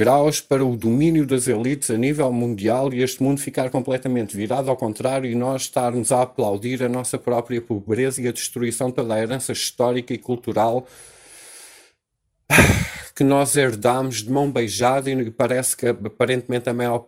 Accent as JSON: {"language": "Portuguese", "country": "Portugal", "said": "nós até como portugueses vamos ter que pagar"}